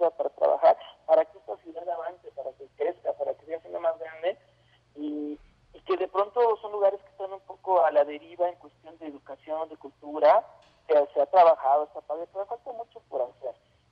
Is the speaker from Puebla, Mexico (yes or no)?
yes; Puebla, Mexico; also born or lived in Mexico City; Yo soy poblano, pero bueno, viví mucho tiempo en el oriente de la ciudad